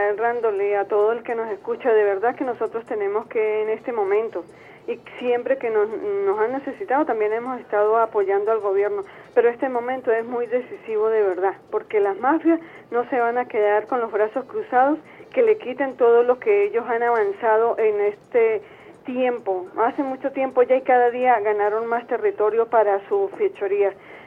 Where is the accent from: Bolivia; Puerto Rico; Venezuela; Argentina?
Venezuela; somos venezolanos